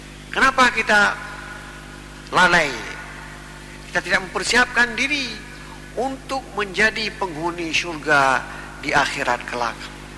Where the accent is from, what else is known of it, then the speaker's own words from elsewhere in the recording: Aceh, Indonesia; Tapi kalau kita orang Aceh kadang-kadang bukan itu tahapan yang diucapkan.